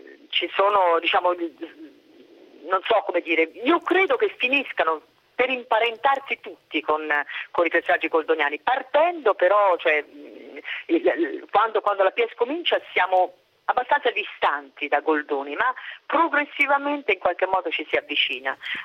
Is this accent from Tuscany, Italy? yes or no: yes; Tuscany, Italy; io sono toscana